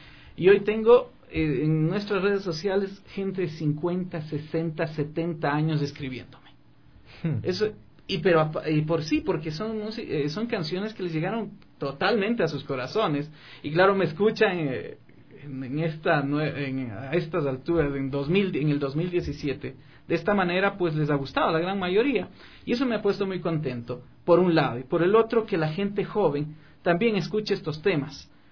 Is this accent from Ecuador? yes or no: yes; Riobamba, Chimborazo, Ecuador; soy tan querendón de la tierra, soy de la tierra. Soy de Riobamba, de la Armada Sultana de los Andes. Mis padres, en fin, son de allá, de Chimborazo, de un pequeño cantón hermoso llamado Penipe, el pueblo de la solidaridad.